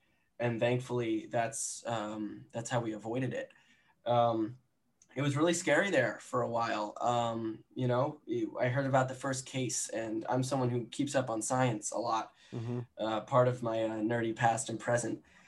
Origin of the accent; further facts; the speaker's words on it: Manhattan, New York, United States; I'm from Manhattan, born and raised.